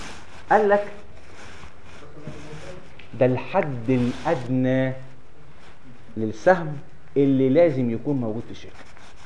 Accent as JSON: {"language": "Arabic", "country": "Egypt", "said": "يمكن مش عندنا في مصر والحمد لله لغايه دلوقتي كويس"}